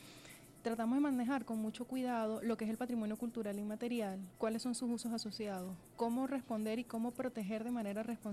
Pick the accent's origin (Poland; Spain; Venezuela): Venezuela; lo que somos como venezolanos.